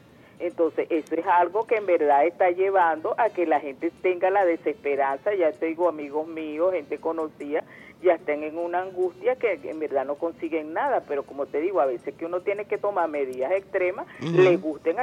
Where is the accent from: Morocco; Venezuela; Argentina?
Venezuela; yo como pueblo, como venezolana que soy, que quiero mi país